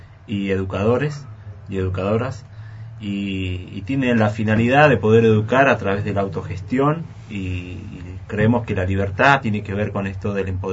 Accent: Mendoza, Argentina; Nosotros en Mendoza tenemos, porque soy de Mendoza

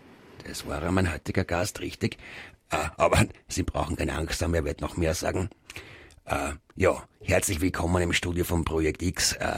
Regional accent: Graz, Styria, Austria; born there; moved away as an adult; now in Vienna, Austria; Ich bin gebürtiger Grazer, bin als junger Mann nach Wien gekommen und habe Post studiert.

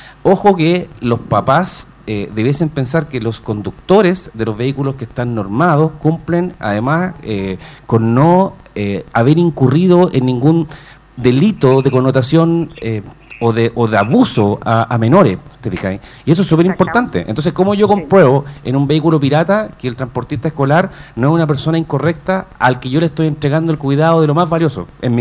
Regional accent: Chile; nuestra cultura como chileno a veces adolece del tema de la responsabilidad.

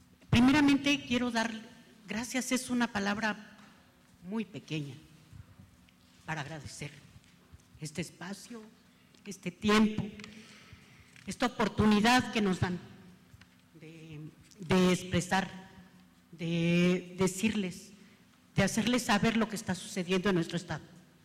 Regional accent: Iguala, Guerrero, Mexico; Iguala, nosotros venimos de Iguala, Iguala Guerrero, cuna de la independencia. En ese lugar, nosotros somos muy noctámbulos, dormimos muy noche, la gente se duerme muy tarde.

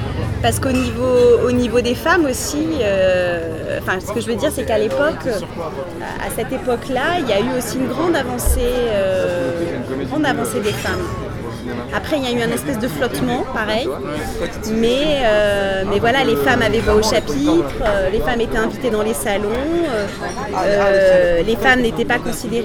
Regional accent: Strasbourg, Grand Est, France; first language German; French is a second language; Moi, j'avais appris, parce que l'allemand, c'était ma première langue. Étant de Strasbourg, si

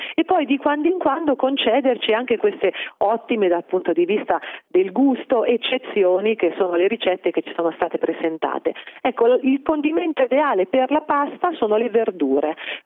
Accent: Umbria, Italy; Io da umbra preferisco la ricetta che ha proposto lo chef.

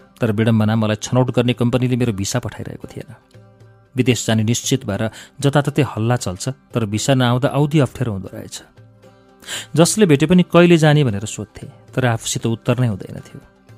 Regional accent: Kathmandu, Bagmati, Nepal; काठमाडौँको पुरानै बासिन्दा हो मेरो परिवार. उच्च मध्यमवर्गीय परिवारमा आरुबारी सिमलटारमा म जन्मिएँ.

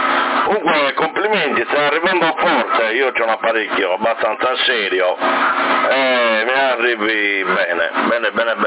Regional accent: Sassari, Sardinia, Italy; io sono di Sassari, proprio Sassari, città.

